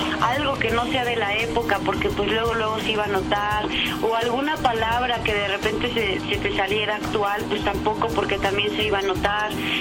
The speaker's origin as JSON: {"language": "Spanish", "region": "Mexico City", "country": "Mexico", "tie": "born or raised there", "also_born_or_lived": "Veracruz", "said": "nací ahí en Veracruz y pues casi toda mi vida he vivido aquí en la Ciudad de México. Pero bueno, pues sí, iba mucho de chiquita a Veracruz."}